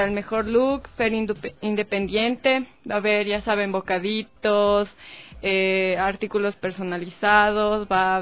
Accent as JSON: {"language": "Spanish", "country": "Ecuador", "said": "me dicen, ¿de dónde eres? Y así, de Ecuador, y me dicen, ¿y ese país existe?"}